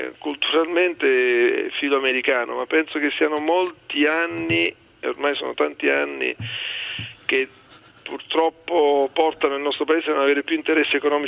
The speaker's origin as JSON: {"language": "Italian", "town": "Bari", "region": "Apulia", "country": "Italy", "said": "non lo dica a me che vengo da Bari e per noi i rapporti commerciali con la Russia sono..."}